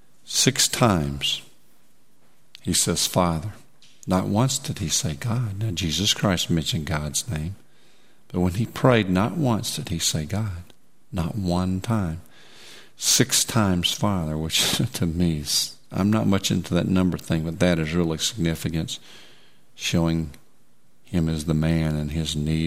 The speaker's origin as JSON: {"language": "English", "region": "England", "country": "United Kingdom", "said": "But I believe as English people, we should pray to our Dad."}